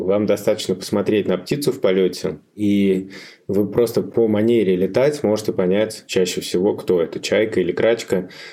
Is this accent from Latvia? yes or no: yes; Latvia; now in Moscow, Russia; Я когда приехал в Москву из Латвии, я, конечно, стал искать тех птиц, которых я в Латвии не видел.